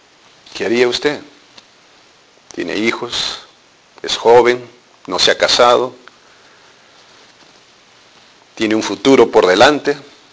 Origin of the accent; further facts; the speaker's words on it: Peru; En mi país, en los años 80, hubo dos movimientos terroristas, Sendero Luminoso y MR, Movimiento Revolucionario Túpac Amaru.